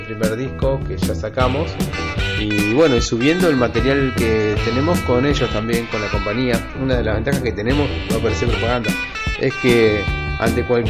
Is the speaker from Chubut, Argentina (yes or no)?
yes; Trelew, Chubut, Argentina; La banda es … somos de Trelew, Chubut.